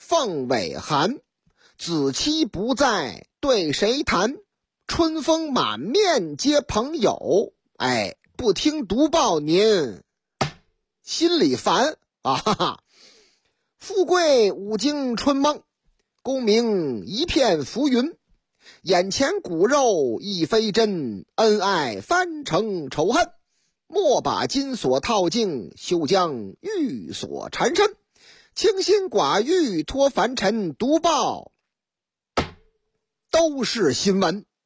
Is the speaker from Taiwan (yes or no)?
no; Shanghai, China; 说这个我老家上海啊，上海出这个阳春面呢